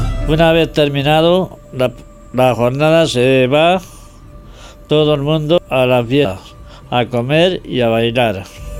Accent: San Juan de la Nava, Castile and León, Spain; la historia de mi pueblo, San Juan de la Nava. Un pequeño pueblo de unos 500 habitantes, situado en la provincia de Ávila, a 30 kilómetros de la ciudad.

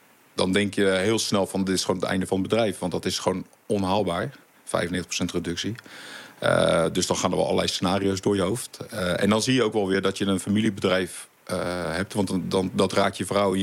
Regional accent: Voorschoten, South Holland, Netherlands; born there; now in Leusden, Netherlands; we zitten inderdaad nu in Leusden. Maar ik kom van oorsprong uit Voorschoten vandaan, Zuid-Holland. Daar ben ik geboren op een boerderij.

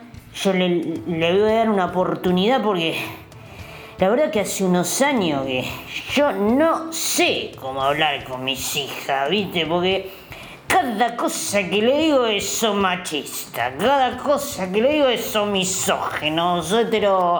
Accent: Burzaco, Buenos Aires Province, Argentina; soy de Bursaco, tengo 71 años

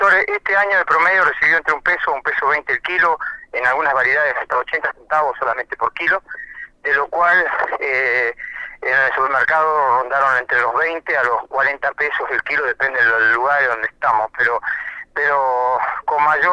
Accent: Río Negro, Argentina; nosotros somos gente del Alto Valle

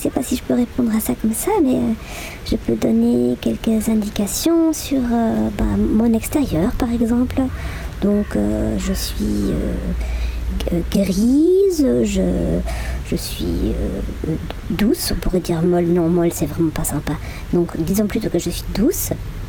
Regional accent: German-speaking Switzerland, Switzerland; French is a second language; on vient de la Suisse alémanique. Je sais, ça s'entend pas parce que j'ai quand même passé moins de temps en Suisse alémanique que maintenant que je passe. Donc ces dernières années en francophonie, on a certes encore un petit accent, mais ça se sent presque plus.

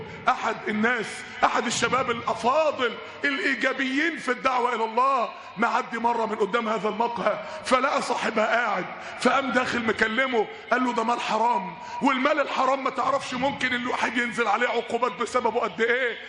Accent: Mansoura, Dakahlia, Egypt; كان عندنا في المنصورة شاب من الشباب

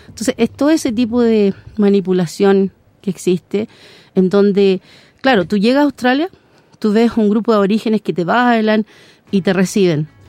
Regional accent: Los Lagos, Chile; yo soy de Chiloé, soy de los huilliche, esa es la, mi gente

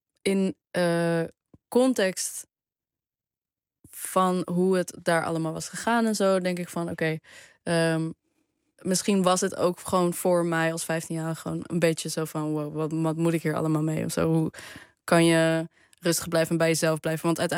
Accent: Arnhem, Gelderland, Netherlands; Want ik kom uit Arnhem, ben er opgegroeid.

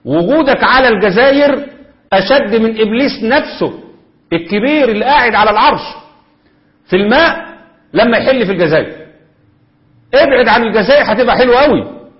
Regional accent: Egypt; عندنا في مصر.

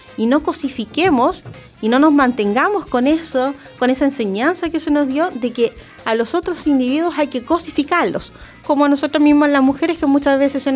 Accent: Chile; ¿Es una tradición que nos tiene que hacer sentir orgullosos como chilenos?

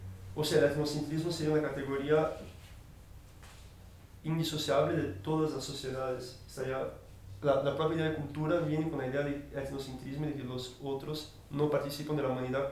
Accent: Brazil; Spanish is a second language; bueno, yo soy de Brasil, ¿no?

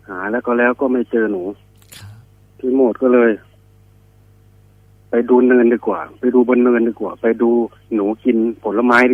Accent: Isan, Thailand; Thai is a second language; ผมอาจจะพูดไทยไม่ค่อยชัดเพราะผมเป็นอีสานแท้ด้วยครับเพิ่งมาดูประเทศได้ไม่นานด้วย

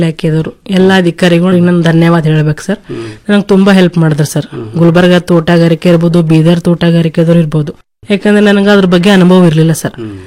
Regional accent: Basavakalyan, Karnataka, India; ನಾನು ಕೃಷಿ ಕುಟುಂಬದಿಂದ ಬಂದವಳು, ನನ್ನ ಬಸವ ಕಲ್ಯಾಣ.

